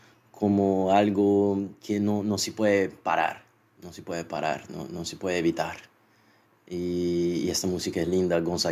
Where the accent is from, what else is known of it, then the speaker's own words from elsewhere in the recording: Salvador, Bahia, Brazil; Spanish is a second language; tengo 37 años y soy de Salvador, Bahía, Brasil.